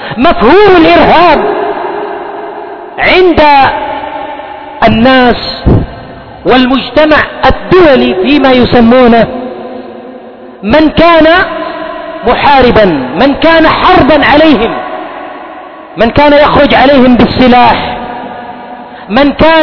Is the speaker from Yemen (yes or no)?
yes; Yemen; وقل عندنا في اليمن، في أماكن سيطرة